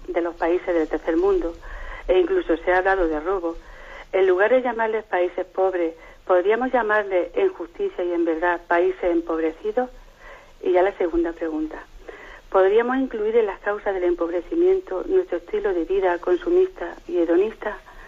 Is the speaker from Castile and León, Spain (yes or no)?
no; Úbeda, Andalusia, Spain; soy de Úbeda, Jaén, y quería hacerle dos preguntas